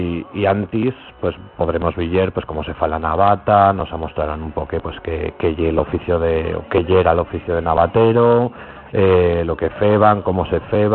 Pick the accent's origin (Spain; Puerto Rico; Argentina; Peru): Spain; Asturias; esto no lo sé pronunciar porque yo soy asturiano